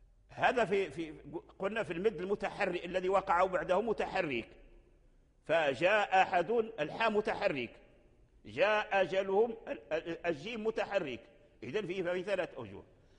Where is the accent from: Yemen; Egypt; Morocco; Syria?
Morocco; الوجه الآن متداول عندنا في المغرب ونقرأ به